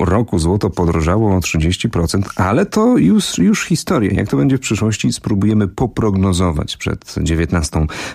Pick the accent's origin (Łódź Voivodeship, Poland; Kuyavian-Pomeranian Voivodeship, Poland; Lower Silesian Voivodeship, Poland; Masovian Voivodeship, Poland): Kuyavian-Pomeranian Voivodeship, Poland; Wiem, że to jest kwestia regionu. Tak u mnie w Kujawsko-Pomorskim się mawia.